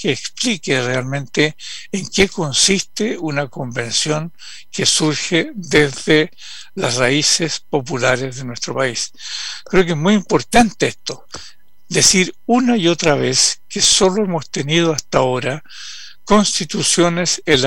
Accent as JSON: {"language": "Spanish", "country": "Chile", "said": "debiera preocuparnos muchísimo como chilenas y chilenos"}